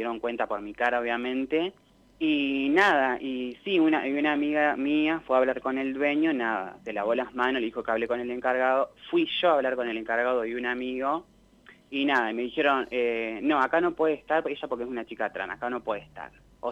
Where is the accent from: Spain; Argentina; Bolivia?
Argentina; Santa Rosa, La Pampa; Sí, yo soy de acá.